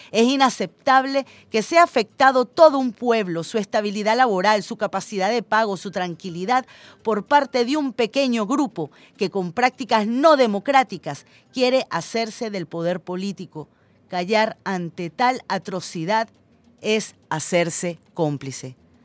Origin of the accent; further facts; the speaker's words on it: Venezuela; Todos los que nacimos y vivimos en Venezuela, que queremos nuestra patria